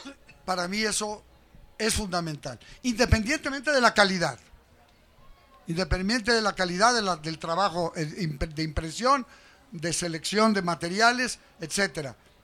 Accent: Mexico; que fue formado en la escuela juarista, que sigo siendo juarista y que por encima de todas las cosas, pues soy mexicano. Muy mexicanista

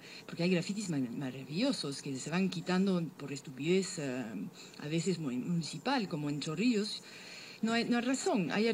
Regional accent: Paris, Île-de-France, France; also born or lived in Barcelona; now in Lima, Peru; yo vengo de Europa, donde vengo de París, que supuestamente es la ciudad del flaneur, del paseo.

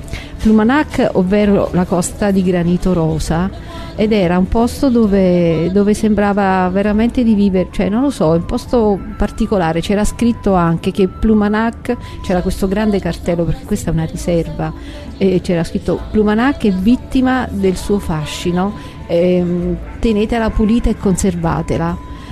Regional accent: Campania, Italy; Io vengo da una provincia che ha molte affinità poi alla fine con la Bretagna, perché io vengo dall'Irpinia.

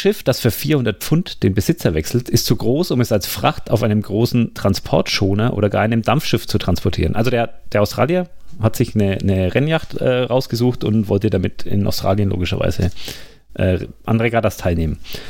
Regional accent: Bavaria, Germany; Verzeiht mir. Ich komme aus Franken.

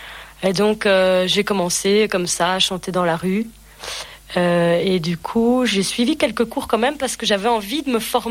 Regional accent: Belgium; now in France; j'ai 25 ans, je viens de Belgique, j'ai emménagé dans les Vosges il y a plus ou moins, un peu moins de 2 ans

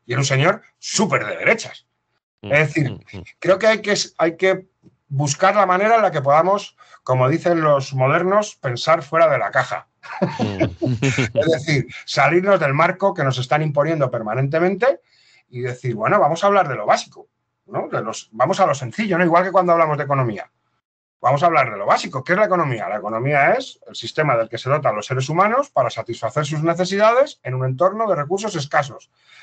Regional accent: Spain; como los españoles somos tan díscolos y nos peleamos entre nosotros

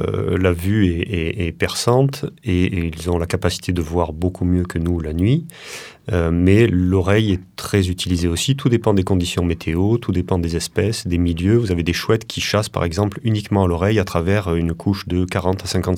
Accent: France; Alors, il y a chez nous, en France, hein, dans les 9 espèces dont on parlera plus tard

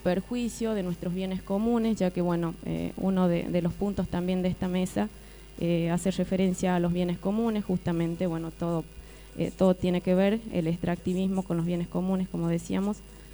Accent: Andalgalá, Catamarca, Argentina; de Andalgalá, de Catamarca

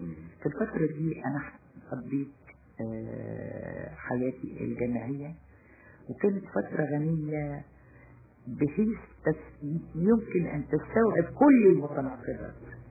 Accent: Damietta, Damietta Governorate, Egypt; born there; also born or lived in Mansoura / Assiut; انا مولوده في دمياط ولكن ابي عمل في المنصوره فتره وعمل في اسيوط فتره.

